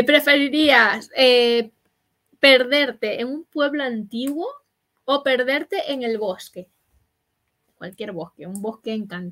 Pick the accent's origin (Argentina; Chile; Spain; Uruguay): Spain; Como buen español, yo necesito un bar en mi puta vida.